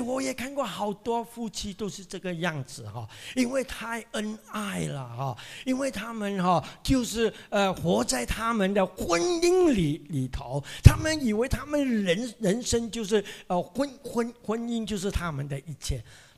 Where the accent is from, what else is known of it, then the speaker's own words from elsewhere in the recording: Penang, Malaysia; 我是槟城人